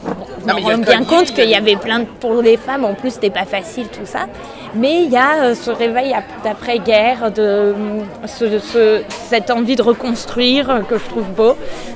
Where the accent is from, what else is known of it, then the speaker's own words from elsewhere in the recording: Paris, Île-de-France, France; Ouais, je suis parisienne.